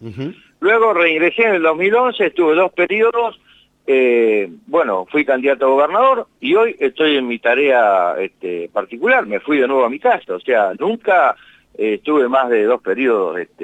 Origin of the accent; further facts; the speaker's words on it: Colonia Barón, La Pampa, Argentina; En Colonia Barón, que es mi pueblo de origen